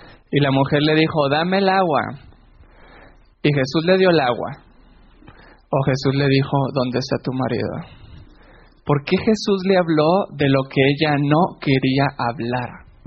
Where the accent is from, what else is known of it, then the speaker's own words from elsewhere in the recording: Mexico; Soy mexicano. No sé qué acento tengo porque me dicen que tengo muchos acentos. Porque he escuchado mucho a los venezolanos y a los colombianos. Pero también hablo mexicano mezclado con algo de pocho, spanglish.